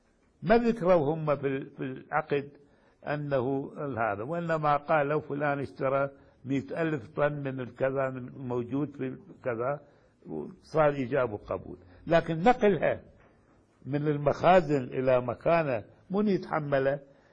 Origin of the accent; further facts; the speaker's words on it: Iraq; now in Yemen; الآن مثلا عندنا في العراق وأظن هنا في اليمن نفس الشيء